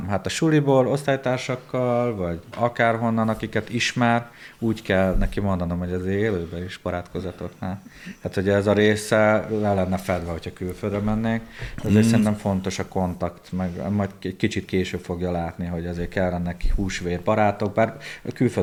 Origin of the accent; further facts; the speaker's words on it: Budapest, Hungary; born there; én szeretem Magyarországot, Budapestet, itt születtem